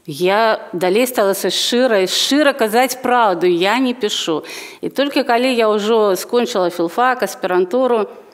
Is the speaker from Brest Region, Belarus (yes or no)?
yes; Luninets, Brest Region, Belarus; born there; Ну, і плюс я ж ужо нарадзілася ў Лунінцы, і тут я не магла, відаць, не прыйсці да беларускай мовы.